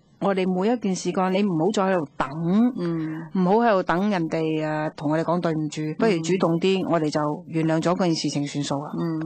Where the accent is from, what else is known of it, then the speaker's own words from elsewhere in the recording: Guangdong, China; 佢我哋广东人有一句说话啦